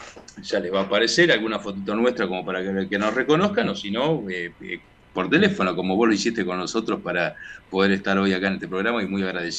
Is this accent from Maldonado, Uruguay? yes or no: no; Montevideo, Uruguay; Montevideo. Sí, de ahí aires puros, por esos lados.